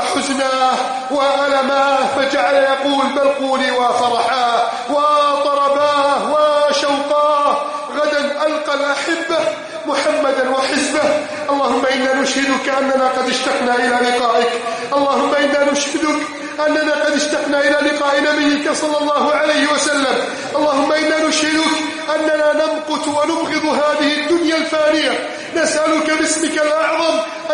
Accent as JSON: {"language": "Arabic", "country": "Egypt", "said": "اللهم احفظ بلدنا مصر من كيد الكائدين"}